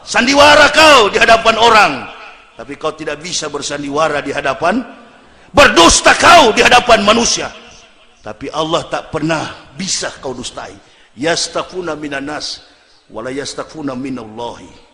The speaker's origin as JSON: {"language": "Indonesian", "region": "Sulawesi", "country": "Indonesia", "said": "saya orang Sulawesi, begitu datang jadi saya tahu"}